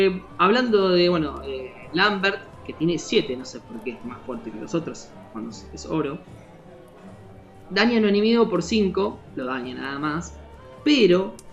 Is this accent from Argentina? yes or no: yes; Argentina; nosotros somos, no sé si la mayoría que nos escucha somos argentinos y vamos a empezar a crear palabras de la nada.